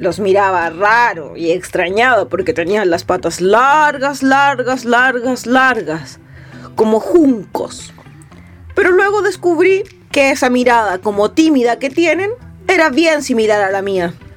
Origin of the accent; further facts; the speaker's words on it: Arica y Parinacota, Chile; Yo nací en Arica, más bien al interior de Arica, subiendo por la carretera arriba en el altiplano, allá donde está la frontera con el país hermano de Bolivia.